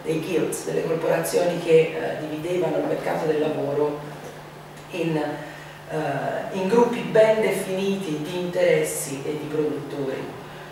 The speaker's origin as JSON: {"language": "Italian", "town": "Florence", "region": "Tuscany", "country": "Italy", "said": "vengo dall'Università di Torino, ma in realtà sono di Firenze, come probabilmente sentirete."}